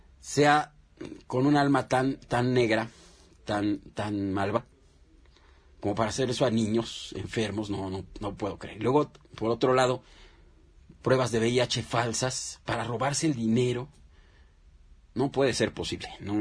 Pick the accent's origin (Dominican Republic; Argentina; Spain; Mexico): Mexico; nosotros qué creemos que se puede hacer como mexicanos para parar todo esto